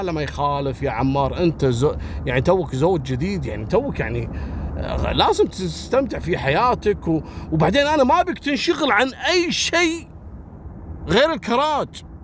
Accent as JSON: {"language": "Arabic", "country": "Libya", "said": "قضايا المخدرات عندنا في ليبيا من أخطر القضايا"}